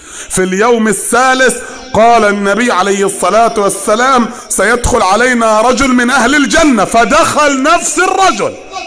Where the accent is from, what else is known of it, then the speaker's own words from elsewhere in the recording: Upper Egypt, Egypt; زي ما بنقول عندنا في الصعيد.